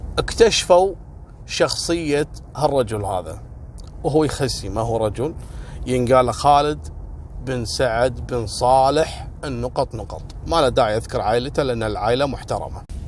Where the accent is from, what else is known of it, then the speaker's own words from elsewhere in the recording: Kuwait; وهذا اللي حصل عندنا في الكويت هنا كذلك عن محش حولي.